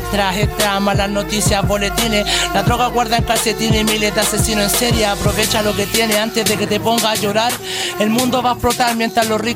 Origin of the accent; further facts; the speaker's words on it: Santiago Metropolitan, Chile; igual la Victoria es mi población, pero igual no es el todo para mí